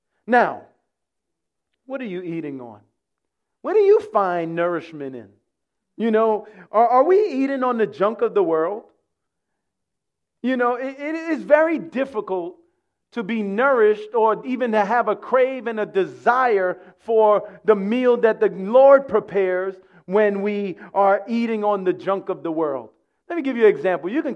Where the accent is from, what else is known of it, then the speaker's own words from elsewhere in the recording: New York City, New York, United States; You see, I grew up here in New York City, as you heard earlier.